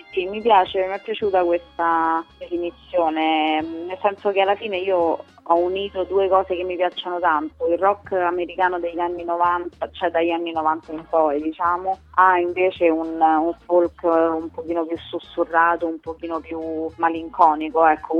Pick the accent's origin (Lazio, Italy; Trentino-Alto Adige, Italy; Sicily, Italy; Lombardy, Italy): Lazio, Italy; Rome; born there; io sono nata a Roma